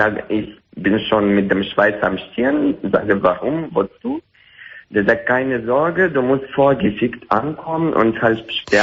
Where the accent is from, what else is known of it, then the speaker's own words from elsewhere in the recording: Russia; accent: Russian; German is a second language; Nein, ich bin nicht Franzose, ich bin Russe.